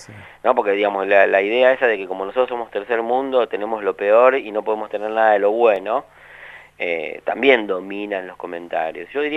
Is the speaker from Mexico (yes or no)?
no; Argentina